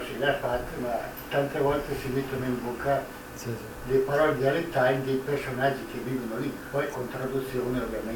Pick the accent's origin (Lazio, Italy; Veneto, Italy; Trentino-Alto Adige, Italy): Trentino-Alto Adige, Italy; io sono trentino quindi parlo e capisco trentino